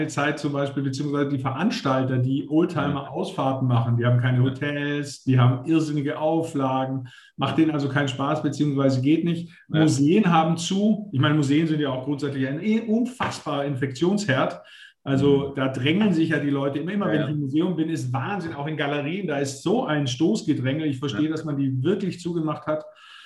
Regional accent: Konstanz, Baden-Württemberg, Germany; born there; gebürtiger Konstanzer, mache seit 34 Jahren Magazinverlag

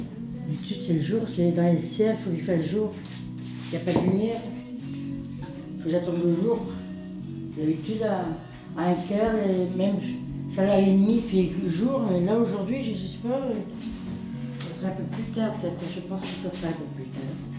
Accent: Saint-Brieuc, Brittany, France; born there; Oui, je suis né en France, Saint-Brieuc. Et plus loin, Saint-Brieuc, Lyon.

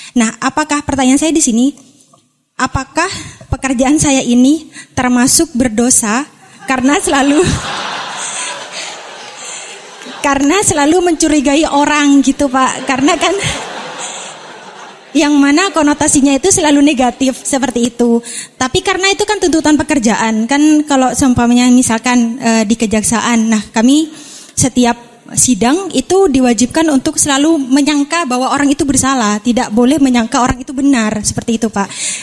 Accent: Malang, East Java, Indonesia; saya dari Malang.

